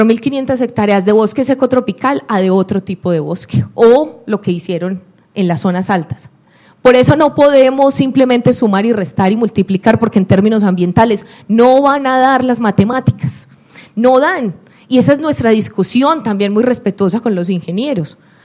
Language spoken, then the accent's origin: Spanish; Colombia; en el río Cauca, en el cañón del río Cauca de donde vengo, que es un cañón muy profundo, muy inclinado, muy bello para nosotros